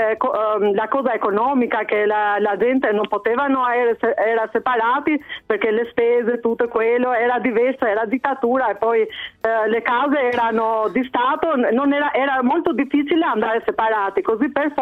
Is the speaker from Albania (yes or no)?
yes; Albania; Io sono albanese, però da noi era sempre da tradizione che l'ultimo figlio più giovane stava sempre con i genitori.